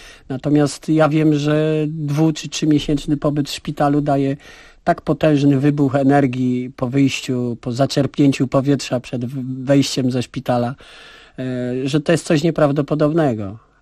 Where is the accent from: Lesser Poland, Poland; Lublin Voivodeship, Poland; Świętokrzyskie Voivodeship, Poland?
Lesser Poland, Poland; Kraków; wychowałem się w biednej dzielnicy w Nowej Hucie, w fatalnym czasie politycznym